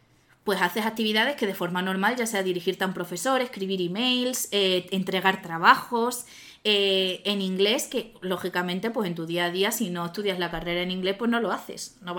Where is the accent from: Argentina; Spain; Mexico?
Spain; Badajoz, Extremadura; moved away as an adult; now in Madrid, Spain; yo me vine aquí a estudiar de Madrid, yo soy de Badajoz.